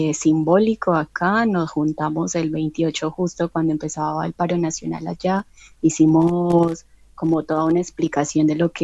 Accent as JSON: {"language": "Spanish", "town": "Medellín", "region": "Antioquia", "country": "Colombia", "said": "yo soy de Medellín"}